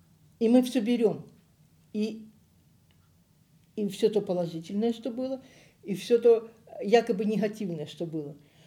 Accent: Donetsk, Donetsk Oblast, Ukraine; moved away as an adult; also born or lived in Barvenkove / Leningrad / Zelenograd; Родилась я в Барвенково, Харьковской области, где мои предки прожили 400 лет, казаки-характерники. Выросла я в Донецке, школу закончила. Институт я закончила в Ленинграде. Замуж вышла в Зеленограде.

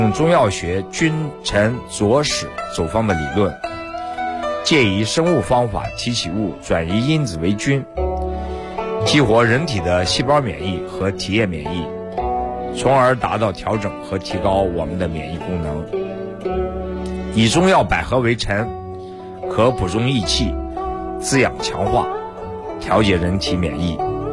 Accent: Shaanxi, China; 第一呢，我本身是这个陕西人

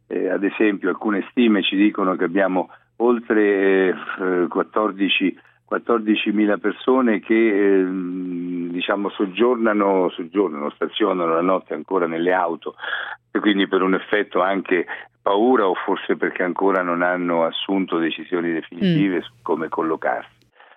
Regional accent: Marche, Italy; lo dico anche da marchigiano, da persona che è attaccata alla terra

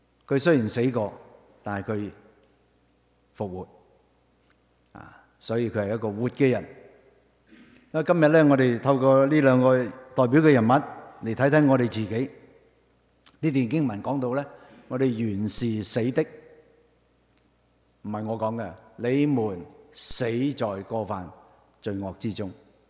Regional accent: Hong Kong; 我係嚟自香港嘅

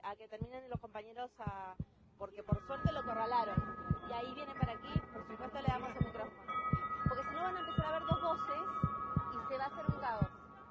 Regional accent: Argentina; somos artistas de Argentina, que tenemos una radio allá

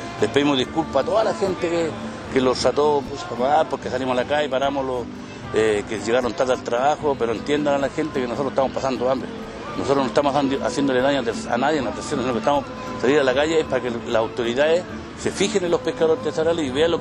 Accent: Chile; para nosotros poder seguir laborando nosotros como chilenos

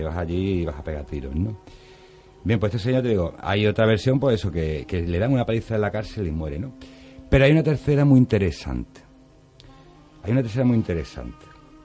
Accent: Algeciras, Andalusia, Spain; now in Seville, Spain; yo soy algecireño, mucha honra, aunque vivo aquí en Sevilla hace muchos años, pero yo soy de Algeciras.

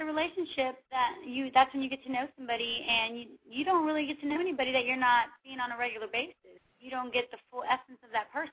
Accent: Houston, Texas, United States; and they are going to be in Houston, Texas, my hometown.

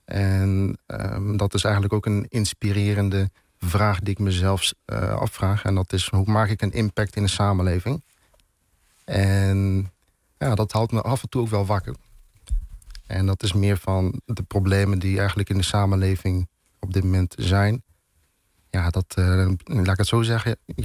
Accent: Arnhem, Gelderland, Netherlands; also born or lived in Zutphen; Nou, ik ben geboren en getogen in Arnhem. Ja. En op mijn 13e leeftijd ben ik verhuisd naar Zutphen-Warnsveld.

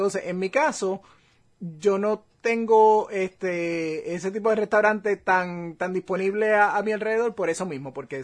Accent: Puerto Rico; moved away; Ya muchos de esos items que eran de los favoritos creciendo en Puerto Rico no existen acá.

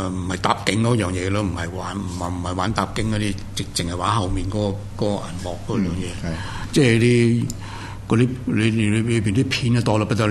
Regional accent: Hong Kong; 咁我哋香港人消費能力低啊，一比較大陸人真係哇

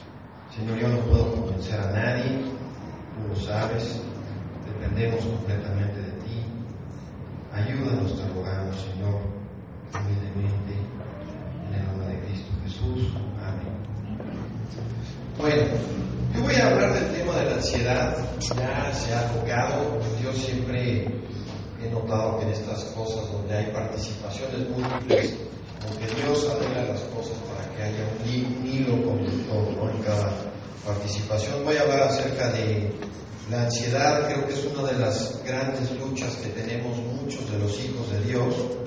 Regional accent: Oklahoma, United States; Yo propiamente soy de Oklahoma, de Estados Unidos

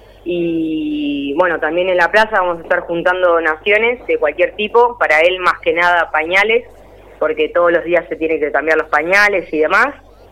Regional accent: Quilmes, Buenos Aires Province, Argentina; Sí, las tres somos de Quilmes.

